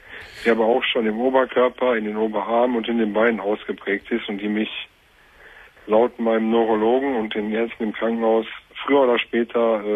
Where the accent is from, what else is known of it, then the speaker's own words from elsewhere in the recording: Bochum, North Rhine-Westphalia, Germany; Ich komme aus Bochum.